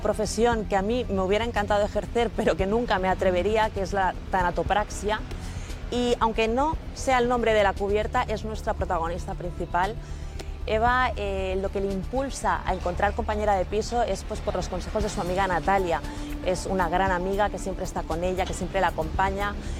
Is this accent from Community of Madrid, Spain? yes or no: no; Barcelona, Catalonia, Spain; Yo, como buena barcelonesa que soy, conozco la ciudad como la palma de mi mano